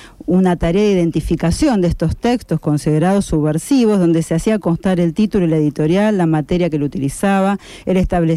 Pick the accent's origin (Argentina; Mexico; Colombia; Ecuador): Argentina; Rosario, Santa Fe; Usted sabe que yo soy rosarina de Central.